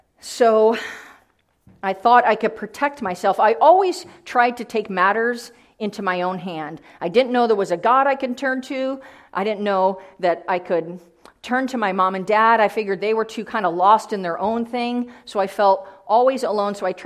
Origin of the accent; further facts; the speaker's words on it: Jamestown, New York, United States; that I lived in, Jamestown, New York, about as far west of New York City here that you can get. So I'm a New Yorker too.